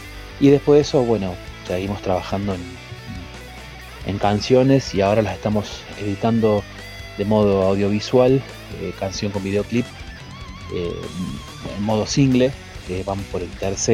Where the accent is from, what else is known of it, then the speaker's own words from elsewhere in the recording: Villa Giardino, Córdoba, Argentina; now in Santa María de Punilla, Argentina; soy oriundo de Villa Giardino, ahora radicado en Santa María de Punilla, de provincia de Córdoba.